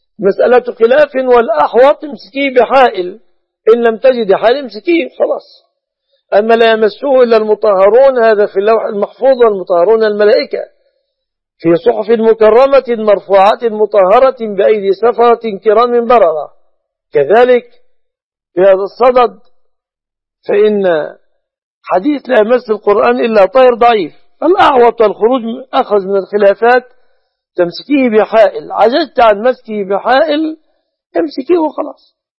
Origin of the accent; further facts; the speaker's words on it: Egypt; أن يحفظ بلادنا مصر